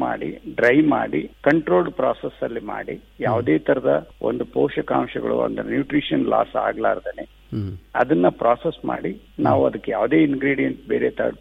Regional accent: Budagumpa, Karnataka, India; ನಾನು ಹಳ್ಳಿಯಲ್ಲಿ ಹುಟ್ಟಿ ಕನ್ನಡ ಮೀಡಿಯಂದಲ್ಲೇ ನಾನು ಓದ್ದವನು. ಅಲ್ಲೇ ಒಂದು ಗಂಗಾವತಿ ಹತ್ರ ಕಾರ್ಟಿಗಿ ಬೂದ್ಗುಂಪ ಅಂತ ಒಂದು ಊರಿಂದ ನಾವು

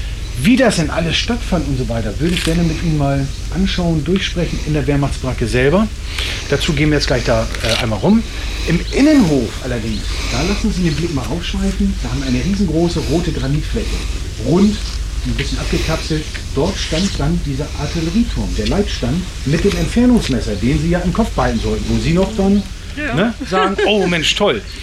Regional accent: Northern Germany, Germany; Ich bin ein Norddeutscher.

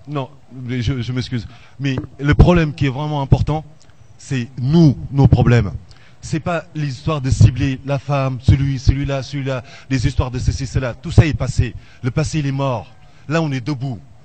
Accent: Orléans, Centre-Val de Loire, France; En fait, moi, je ne suis pas d'ici, mais je suis d'Orléans.

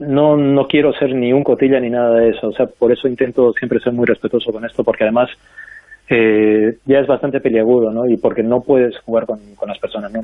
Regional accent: Arequipa, Peru; now in Madrid, Spain; cuando yo decidí que me venía para Madrid por varios motivos mágicos, estábamos en Lima, y aunque yo soy de Arequipa, pero tuvimos que ir a Lima para coger el vuelo internacional

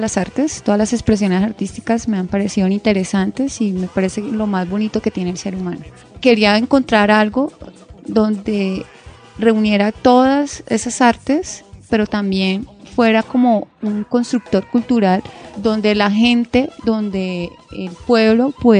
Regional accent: San Vicente de Chucurí, Santander, Colombia; Porque pues soy oriunda de San Vicente, y segundo, porque siento que las provincias en mi época de infancia tenían una relación mucho más cercana con el circo.

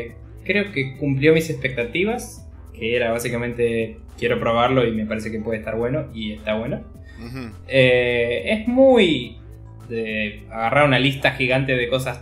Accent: Argentina; Siendo argentino, no, ningún store digital te lo proveía. Te decía que no estaba soportado en el país.

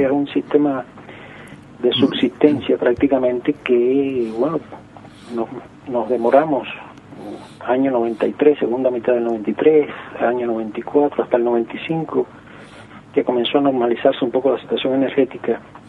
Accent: Cuba; En mi país, primero de Finanzas, después de Economía

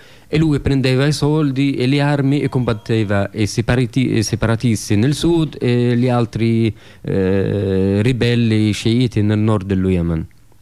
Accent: Saudi Arabia; Io sono nato in Arabia Saudita, studiavo lì in Arabia Saudita

